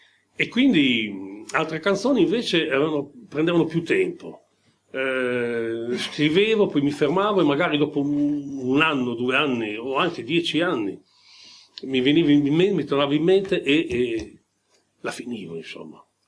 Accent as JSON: {"language": "Italian", "town": "Modena", "region": "Emilia-Romagna", "country": "Italy", "tie": "born there", "said": "Sono nato a Modena, ma sono nato il 14 giugno del 40, quattro giorni dopo l'entrata dell'Italia in guerra."}